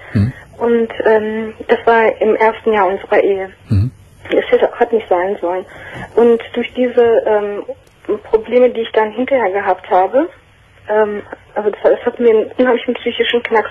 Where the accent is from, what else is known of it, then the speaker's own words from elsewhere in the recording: Turkey; now in Germany; bin ich Türkin